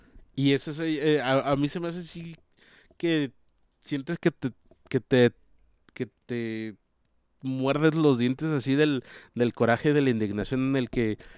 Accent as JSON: {"language": "Spanish", "country": "Mexico", "said": "bueno, al menos como mexicano, que aunque no sepas mucho"}